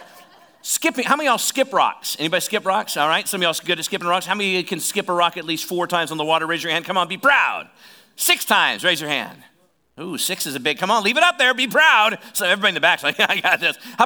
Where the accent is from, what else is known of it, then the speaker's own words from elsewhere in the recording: Oskaloosa, Iowa, United States; I'm from Oskaloosa.